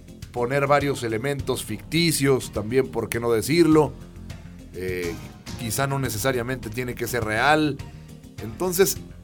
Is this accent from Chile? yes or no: no; Mexico; más allá de que somos mexicanos y que a veces hacemos las cosas a última hora